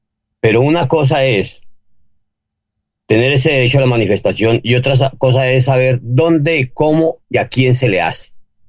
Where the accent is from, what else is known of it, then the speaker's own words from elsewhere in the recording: Colombia; mira, yo como colombiano y como buen patriota